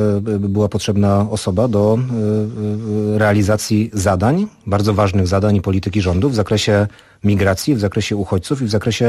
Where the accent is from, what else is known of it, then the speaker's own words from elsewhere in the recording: Racibórz, Silesian Voivodeship, Poland; A racja, moje rodzinne miasto